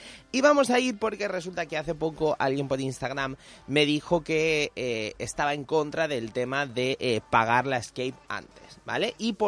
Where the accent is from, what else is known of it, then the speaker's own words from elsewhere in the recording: Elche, Valencian Community, Spain; Yo soy de barrio también, que yo soy de Carrús